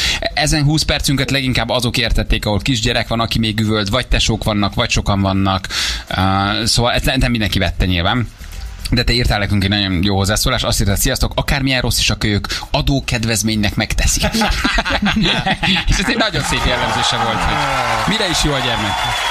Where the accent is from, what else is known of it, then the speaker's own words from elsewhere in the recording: Dunavarsány, Pest, Hungary; Ó, de szerettem, hát én ott nőttem föl.